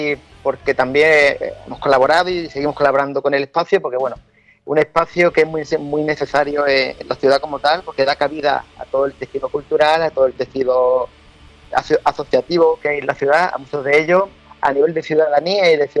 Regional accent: Málaga, Andalusia, Spain; Que la adoramos como malagueño y como malacitano y como malaguita

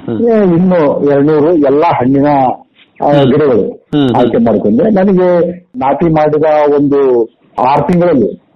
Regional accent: Alavarthi, Karnataka, India; ನಮ್ದು ಕೊಪ್ಪಳ ತಾಲೂಕು ಆಲವರ್ತಿ ಗ್ರಾಮ, ಕೊಪ್ಪಳದಿಂದ 6 ಕಿಲೋಮೀಟರ್ ಇದೆ. ಮುಖ್ಯವಾಗಿ ನಮ್ದು ಕೃಷಿ ಕುಟುಂಬ.

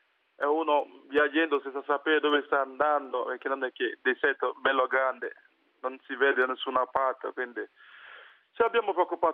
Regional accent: Nigeria; Italian is a second language; now in Italy; sono nigeriano, siamo partiti dalla Nigeria proprio.

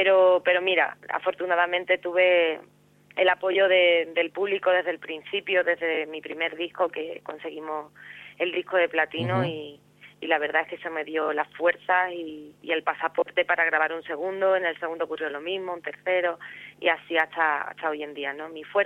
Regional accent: Cádiz, Andalusia, Spain; me dediqué a componer, a cantar por Cádiz, por mi tierra, por los sitios de alrededor

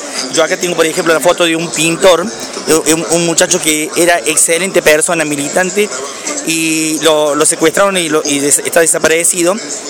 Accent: Córdoba, Argentina; Yo soy de Córdoba, pero teníamos parientes de Jesús María.

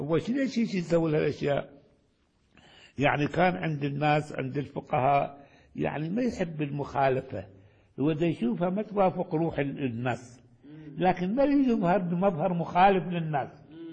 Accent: Baghdad, Baghdad Governorate, Iraq; ولذلك كان في عندنا في بغداد

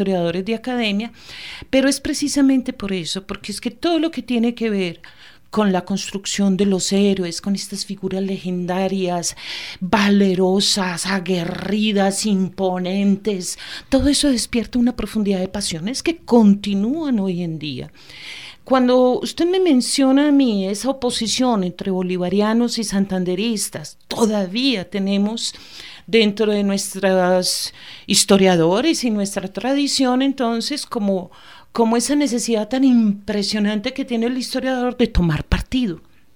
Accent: Antioquia, Colombia; yo soy antioqueña, pero como historiadora

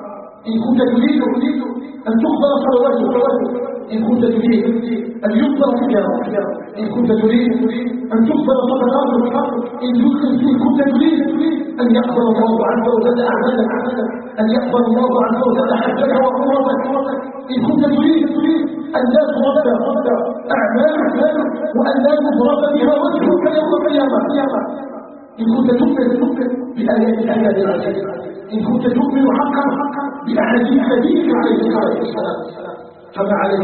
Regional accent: Algeria; أن يجعل بلادنا الجزائر بلدا آمنا مؤمنا

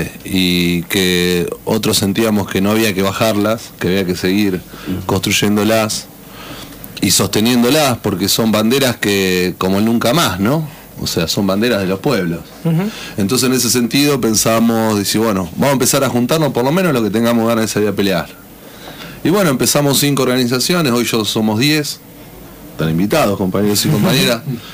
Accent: Berisso, Buenos Aires Province, Argentina; del barrio de Villarguello de Berisso.

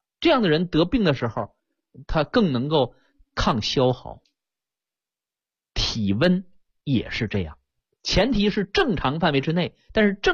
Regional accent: China; 我们中国人有一个智慧，是不是？

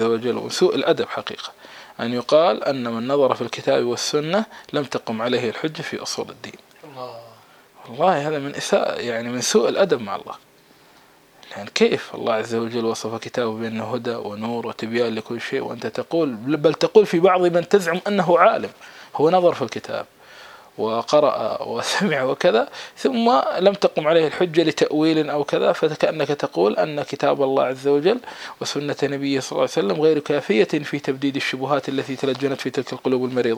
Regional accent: Kuwait; كصنيع هذا اللي عندنا في الكويت

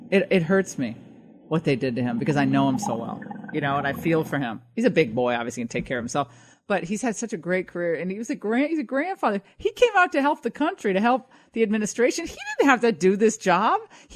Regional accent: Connecticut, United States; This was my home state of Connecticut Senator, Dick Blumenthal

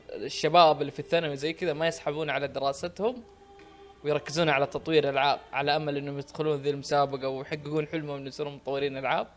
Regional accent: Saudi Arabia; اللي عندنا في السعوديه في وزاره الاتصالات

